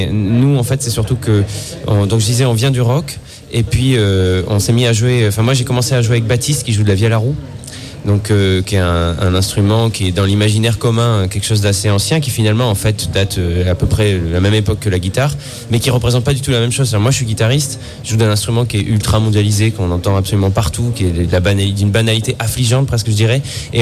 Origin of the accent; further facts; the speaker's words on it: Nouvelle-Aquitaine, France; qui a un rapport avec ce qu'on vit au quotidien chez nous en Corrèze, quoi.